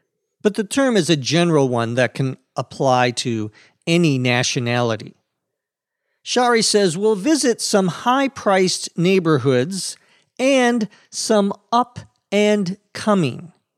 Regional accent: St. Paul, Minnesota, United States; And there were, especially in cities such as Boston, New York, Chicago, and my hometown, St. Paul, ethnic areas where the Irish lived.

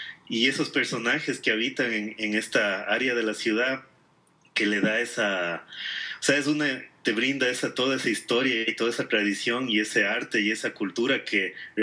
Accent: Quito, Pichincha, Ecuador; A veces uno como quiteño ya te acostumbras y has ido tantas veces y todo

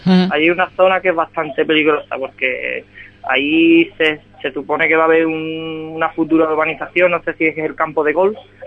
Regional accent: Ronda, Andalusia, Spain; mi pueblo natal es Ronda, es decir, el terreno más o menos lo conozco.

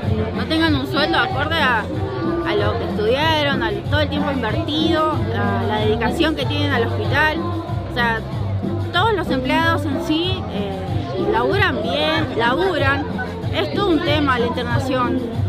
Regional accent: Tigre, Buenos Aires Province, Argentina; Nosotros somos de Tigre, o sea, lo que es salud en Tigre para la condición de él no era óptima

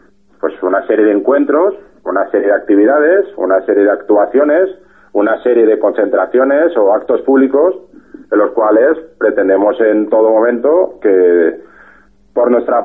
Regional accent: Spain; como españoles que somos, nos duele todo

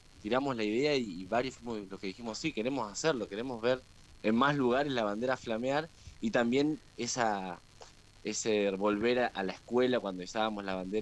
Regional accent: La Plata, Buenos Aires Province, Argentina; somos nosotros, bueno, platenses, la mayoría

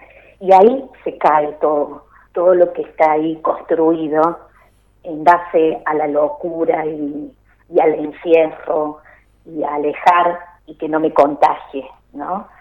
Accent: San Pedro, Córdoba, Argentina; also born or lived in Villa Dolores; Yo nací acá en Villa Dolores. De muy chiquita me fui a vivir a San Pedro, que está ahí a 3 kilómetros de Villa Dolores, más hacia el oeste. Y bueno, hice mi vida acá, mi primario, mi secundario

